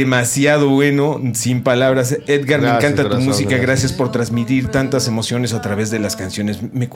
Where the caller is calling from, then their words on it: State of Mexico, Mexico; del Estado de México.